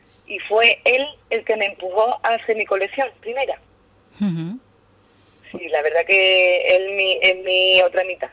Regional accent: Ubrique, Andalusia, Spain; now in Arcos de la Frontera, Spain; a todo el mundo le dije que soy de Ubrique, vamos, que vivo en Arcos, pero que soy ubriqueña.

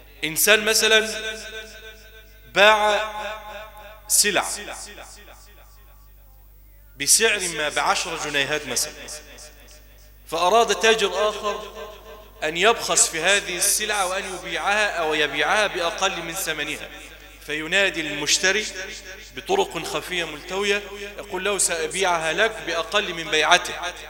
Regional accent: Egypt; ونسأل الله أن يجعل بلدنا مصر واحة للأمن والأمان

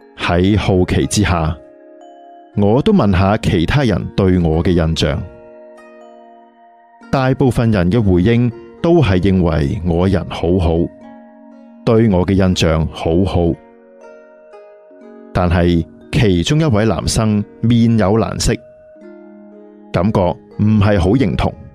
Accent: Taipei, Taiwan; 由于我是台北人，跑到台南来读书，每次从台南回家单趟就需要四五个小时了

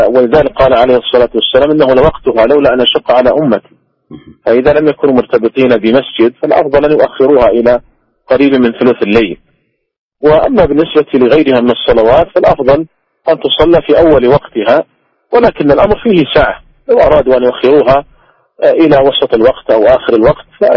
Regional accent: Saudi Arabia; ومثلا عندنا في المملكة العربية السعودية

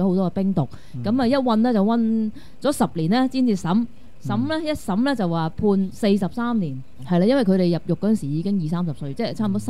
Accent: Hong Kong; 我哋都即係作為香港人都應該即係

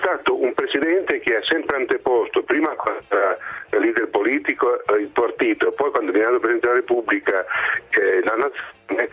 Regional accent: Bologna, Emilia-Romagna, Italy; da bolognese so che lui sotto sotto può

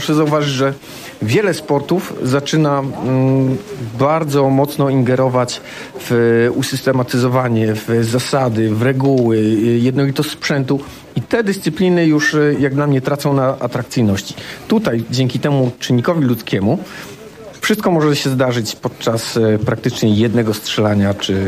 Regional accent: Duszniki-Zdrój, Lower Silesian Voivodeship, Poland; Jestem stąd, jestem rodowitym duszniczaninem.

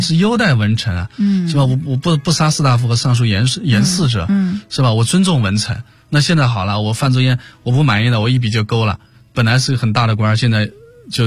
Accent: China; 首先你看我们中国人就是比较崇拜祖宗了

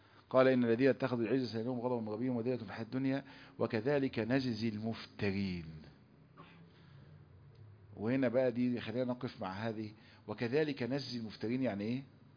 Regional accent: Egypt; احنا بنسمي النمل عندنا في مصر نمل

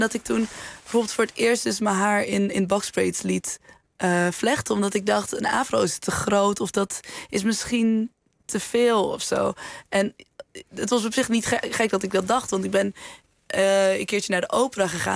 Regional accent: Amsterdam, North Holland, Netherlands; En dat me toen werd gevraagd van, ja, maar waar kom je vandaan? En toen zei ik, naar Amsterdam.

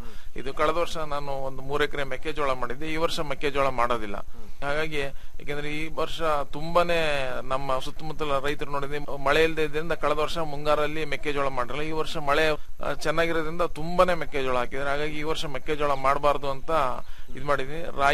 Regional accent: Shribidre, Karnataka, India; ನಂದು ಶ್ರೀಬಿದ್ರೆ ಅಂತ ಹೇಳ್ಬಿಟ್ಟು, ಕಡೂರು ತಾಲೂಕು ಸಕರೆಪಟ್ಟಣ ಹೋಬಳಿ.

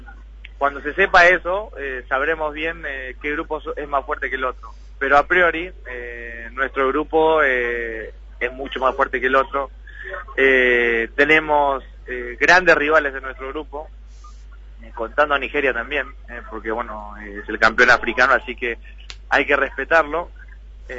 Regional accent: Argentina; moved away as an adult; now in Spain; más que nada siendo argentinos

